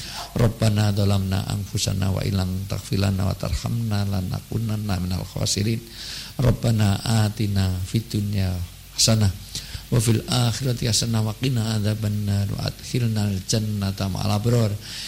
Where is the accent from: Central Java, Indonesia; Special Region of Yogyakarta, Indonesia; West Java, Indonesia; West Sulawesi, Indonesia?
Special Region of Yogyakarta, Indonesia; Yogyakarta; saya pribadi dan selaku warga Jogja yang banyak meninggalkan Jogja, banyak di Jakarta, banyak di semuanya